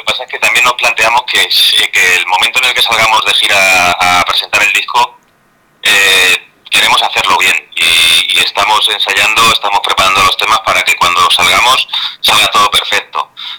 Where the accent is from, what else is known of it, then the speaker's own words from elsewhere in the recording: Spain; yo soy español y me gusta el castellano